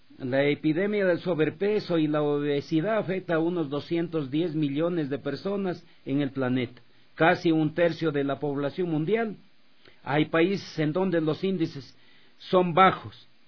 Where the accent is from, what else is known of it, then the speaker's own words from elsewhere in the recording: Ecuador; Así somos los ecuatorianos.